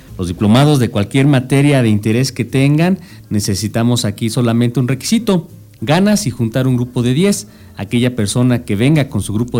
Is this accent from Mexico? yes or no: yes; Mexico; como los mexicanos nos la sabemos de todas